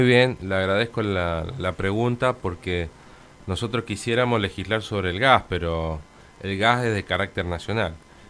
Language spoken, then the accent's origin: Spanish; Guaymallén, Mendoza, Argentina; como en el caso nuestro que somos de Guaymallén.